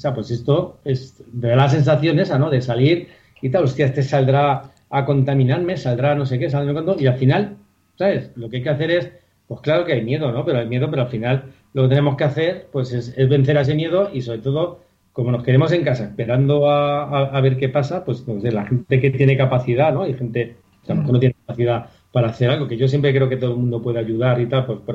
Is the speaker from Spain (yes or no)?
yes; Madrid, Community of Madrid, Spain; yo soy de Vallecas